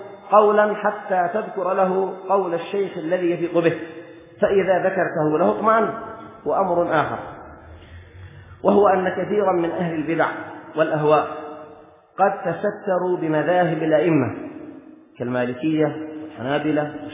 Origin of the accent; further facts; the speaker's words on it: Yemen; مثلا في بلدنا اليمن، البلاد التي ينتمي كثير من أهلها إلى